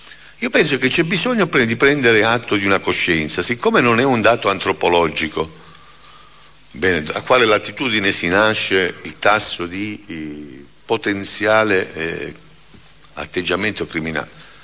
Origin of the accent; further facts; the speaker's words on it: Calabria, Italy; Io sono calabrese, come si sente dall'accento